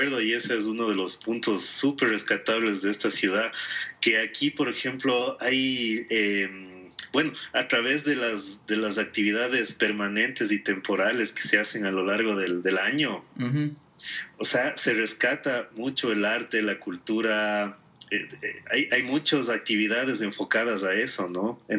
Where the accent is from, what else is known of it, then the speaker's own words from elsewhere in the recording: Quito, Pichincha, Ecuador; A veces uno como quiteño ya te acostumbras